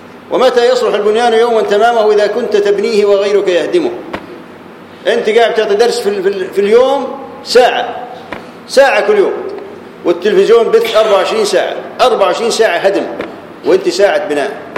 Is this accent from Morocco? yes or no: no; Jordan; كانوا عندنا في الاردن في الميناء من العقبه